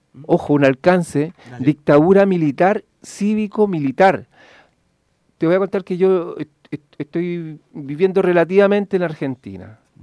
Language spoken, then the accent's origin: Spanish; Pudahuel, Santiago Metropolitan, Chile; born there; No, yo nací en, bueno, lo que era antes, hace 43 años, o sea, 44. En agosto ya serían 43. 43 años, el 71. En la comuna de Pudahuel